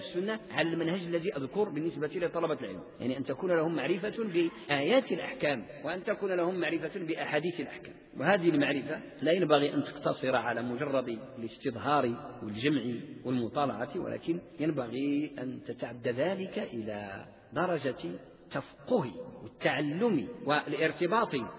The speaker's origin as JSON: {"language": "Arabic", "country": "Morocco", "said": "عندنا بالمغرب والأندلس"}